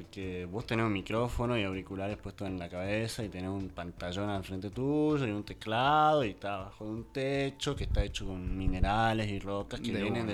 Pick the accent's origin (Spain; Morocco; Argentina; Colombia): Argentina; es que somos unos tibios nosotros como argentinos.